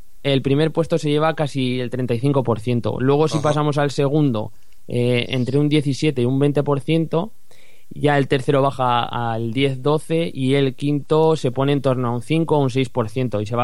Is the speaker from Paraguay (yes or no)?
no; Zaragoza, Aragon, Spain; tengo 25 años, soy de Zaragoza